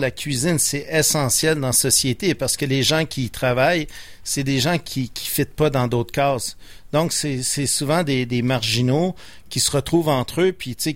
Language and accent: French; Repentigny, Quebec, Canada; j'ai été au collège Repentigny. Je viens de Repentigny.